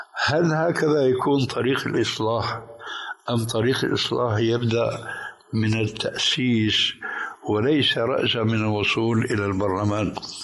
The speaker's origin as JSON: {"language": "Arabic", "country": "Syria", "said": "وصل الأمر عندنا في سوريا"}